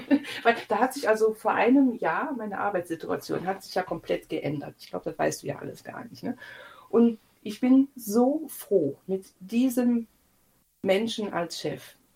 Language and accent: German; Eifel, Germany; Ich wohne jetzt ungefähr 50 Meter neben dem Haus, wo ich groß geworden bin.